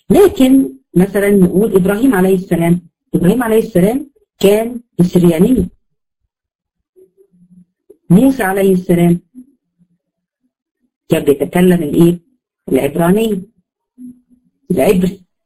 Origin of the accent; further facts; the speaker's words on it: Egypt; وهكذا هنا برضو احنا عندنا في مصر بقت خليط